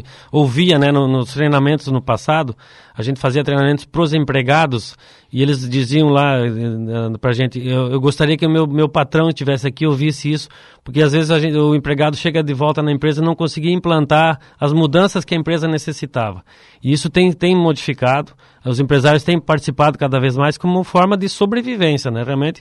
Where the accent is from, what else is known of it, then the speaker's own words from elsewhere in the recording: Cascavel, Paraná, Brazil; Como eu vim de Cascavel, a formação nossa não tinha conhecimento desse tipo de negócio.